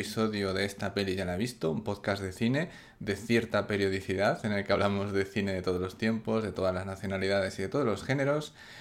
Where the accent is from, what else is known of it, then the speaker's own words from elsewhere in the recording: Salamanca, Castile and León, Spain; de Salamanca